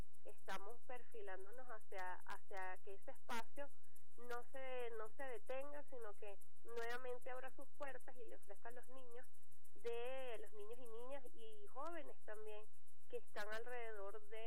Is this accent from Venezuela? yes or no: yes; Venezuela